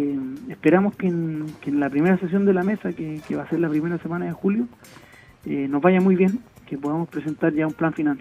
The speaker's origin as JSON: {"language": "Spanish", "town": "Recoleta", "region": "Santiago Metropolitan", "country": "Chile", "said": "yo soy de la zona norte, soy de Recoleta, así que siempre he estado en contacto con las comunas de Renca, Independencia, Conchalí, desde chico."}